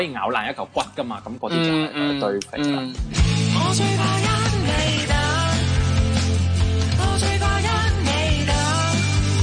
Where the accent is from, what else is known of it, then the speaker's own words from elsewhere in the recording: Hong Kong; 作为一个香港人